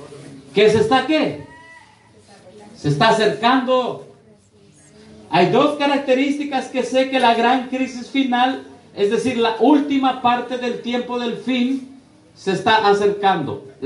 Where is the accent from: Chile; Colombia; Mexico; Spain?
Mexico; Tlahuelilpan, Hidalgo; ¿Qué pasó allá en mi pueblo? ¿En Hidalgo? ¿En Tlahuelilpan?